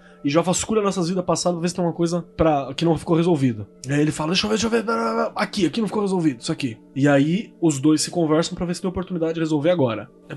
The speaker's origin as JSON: {"language": "Portuguese", "region": "Minas Gerais", "country": "Brazil", "said": "que eu já sou mineiro nos podcasts"}